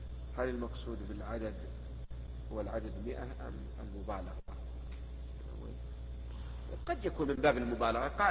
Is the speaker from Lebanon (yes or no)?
no; Egypt; فالمرأة تلبس ما يسمى عندنا في مصر بالمعصم